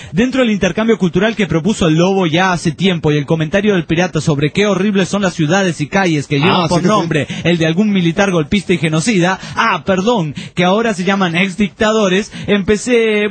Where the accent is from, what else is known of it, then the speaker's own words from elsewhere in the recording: Honduras; Tengo la voz así, pero … de Honduras.